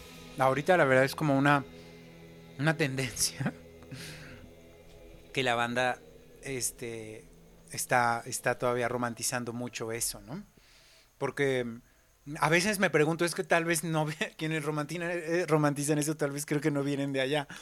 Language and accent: Spanish; Miguel Hidalgo, Mexico City, Mexico; por lo menos allá en la Miguel Hidalgo, de donde yo soy, se repetía muchísimo